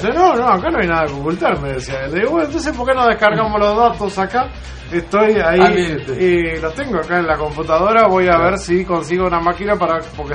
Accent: Uruguay; la medida que nos reconozcamos como tales, como uruguayos

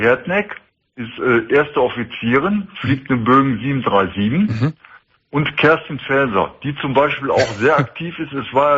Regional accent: Essen, North Rhine-Westphalia, Germany; ich komme aus der Stadt Essen.

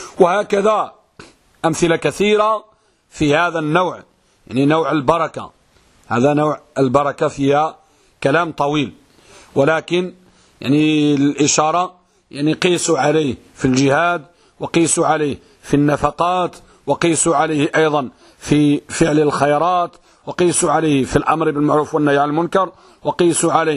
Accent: Morocco; حتى البعض يعني عندنا في المغرب يقول حق هذا الطعام

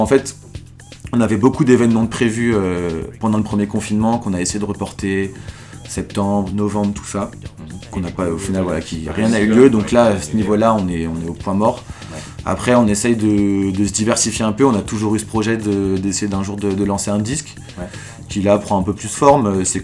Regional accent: Lyon, Auvergne-Rhône-Alpes, France; moi je suis lyonnais

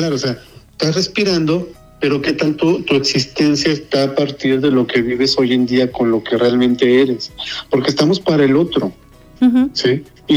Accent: Mexico; lo que nos corresponde como mexicanos en la prehispánica

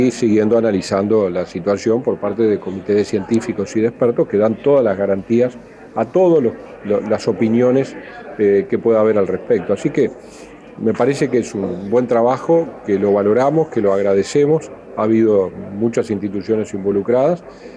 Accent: Paysandú, Uruguay; Y lo digo yo que soy de Paysandú.

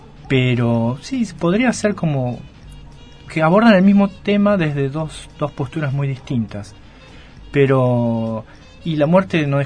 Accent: Mar del Plata, Buenos Aires Province, Argentina; also born or lived in Vicente López / Luján; Me crié acá hasta los 18, me fui a La Plata.

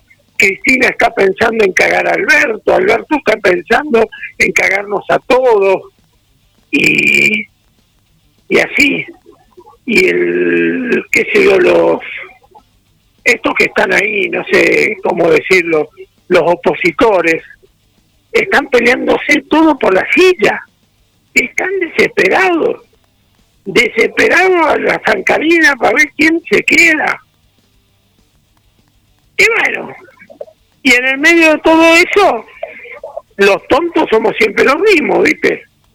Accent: Argentina; Porque todos somos argentinos, aunque pensemos distinto

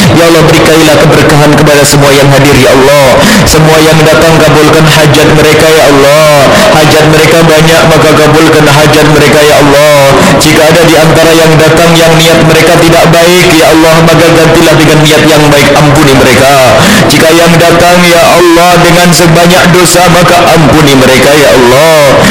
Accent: Blitar, East Java, Indonesia; Adapun yang masyhur di masyarakat Blitar, kampung kami, kodok.

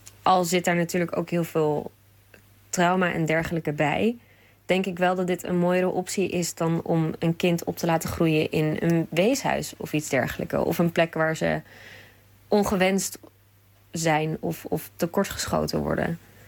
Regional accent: Groningen, Netherlands; uit Groningen.

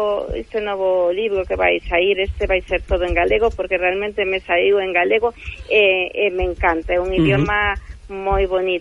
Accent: Vigo, Galicia, Spain; also born or lived in Switzerland; case sempre galega, porque a verdade é que nacín en Suiza, pero xa de moi pequeniña viñemos para aquí, para Vigo. Uh-huh. Os meus pais, bueno, sí, son de Sangro de Ensana, da zona de Celanova, de Berea.

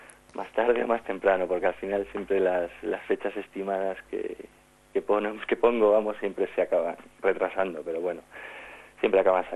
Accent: Pontevedra, Galicia, Spain; yo soy de Pontevedra y ya los conocía

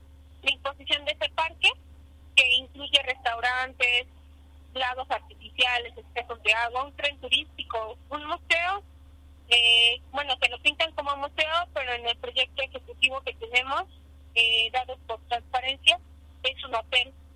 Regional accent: Cholula, Puebla, Mexico; yo soy de Cholula y formo parte del movimiento de Cholula Vive y Digna.

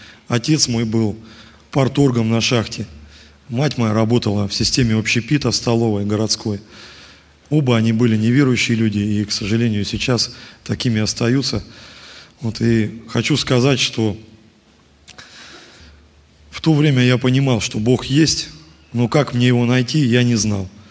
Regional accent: Mezhdurechensk, Kemerovo Oblast, Russia; я из Междуреченска, руководитель молодежи.

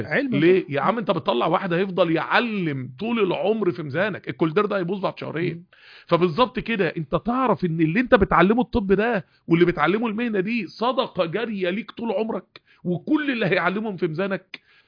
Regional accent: Mansoura, Dakahlia, Egypt; بدأت انزل المكتبات الطبية الكبيرة في القاهرة وانا من المنصورة

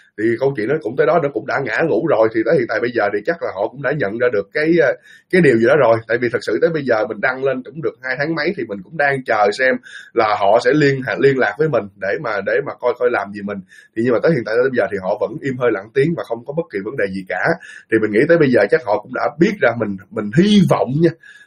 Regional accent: Ho Chi Minh City, Vietnam; accent: slight Mekong Delta accent; also born or lived in Dong Thap; đúng đúng thật là quê mình ở miền Tây, quê mình ở Đồng Tháp thật, nhưng mà từ nhỏ tới lớn mình sinh ra và lớn lên ở Sài Gòn. cũng có thể nói mình là cũng có thể là người Sài Gòn luôn, nhưng mà có thể là cái giọng của mình có một chút xíu miền Tây

